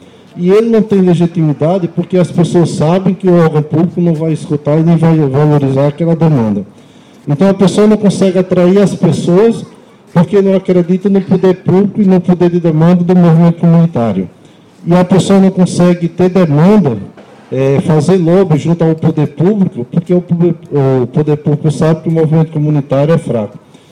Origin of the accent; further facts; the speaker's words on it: Northeast Region, Brazil; now in Cachoeira do Sul, Brazil; meu sotaque é um pouco diferente. Eu sou nordestino e atuo aqui no movimento comunitário. Em razão de fazer 13 anos que eu moro aqui na cidade de Cachoeira do Sul